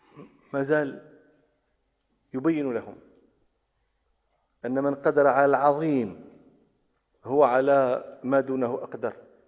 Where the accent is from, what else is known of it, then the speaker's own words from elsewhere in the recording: Morocco; عندنا في المغرب مكان اسمه مغارات دادس ومغارات تودغا